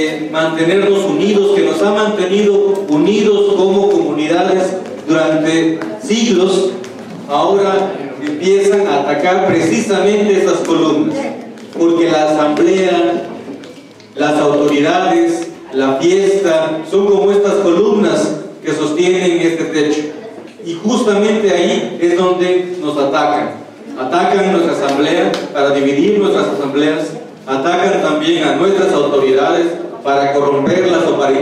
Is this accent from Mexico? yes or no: yes; Yucatán Peninsula, Mexico; Nosotros venimos de Tierra Maya. Venimos del territorio maya de la península de Yucatán.